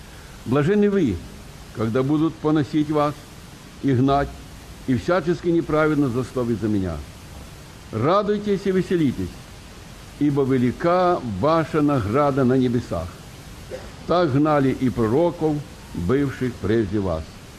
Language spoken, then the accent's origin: Russian; Zhytomyr Oblast, Ukraine; born there; Я родился на Житомирщине в 29-м году.